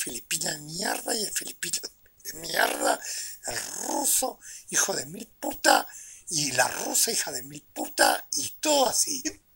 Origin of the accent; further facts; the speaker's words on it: Uruguay; Siempre hablando dentro de los límites de nuestra territorialidad, porque somos uruguayos.